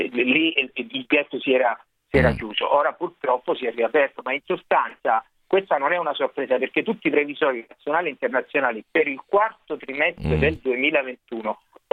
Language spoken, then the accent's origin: Italian; Calabria, Italy; Sono calabrese, sono diretto calabrese.